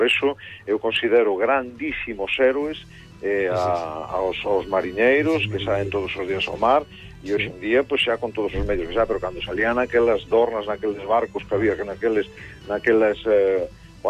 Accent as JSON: {"language": "Galician", "region": "Galicia", "country": "Spain", "said": "Si somos galegos é porque e temos un carácter como que temos e nos definimos no mundo como especiais, o Atlántico influye moito."}